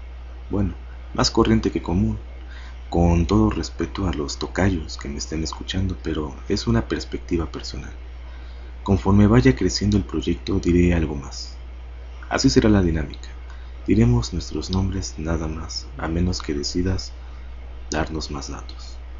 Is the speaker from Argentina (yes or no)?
no; Mexico; acá, en México, de donde soy originario.